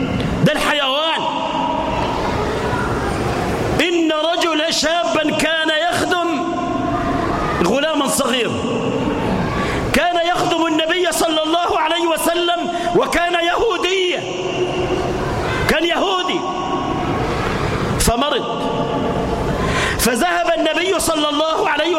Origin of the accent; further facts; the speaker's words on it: Egypt; اجعل بلدنا مصر واحة للأمن والأمان، اجعلها آمنة مطمئنة